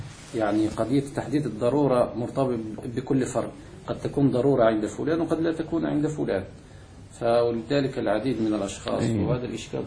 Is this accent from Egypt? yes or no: no; Morocco; مثلا وجدت واحد أستاذ جامعي عندنا في المغرب